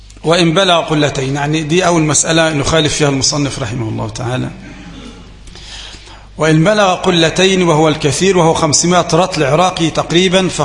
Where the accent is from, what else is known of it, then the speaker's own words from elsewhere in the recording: Egypt; لكن نحن كمصريين نطلق على النهر الايه؟ البحر، يعني النهر اللي احنا اللي قدام القرية ده اللي ماشي ده بنسميه البحر